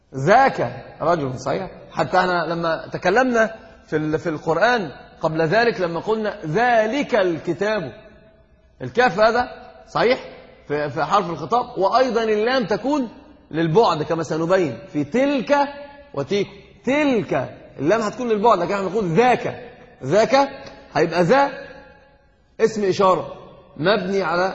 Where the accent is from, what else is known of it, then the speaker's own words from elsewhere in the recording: Egypt; أنا قلت لك حتى عندنا في مصر يقول ده دي هات ديت،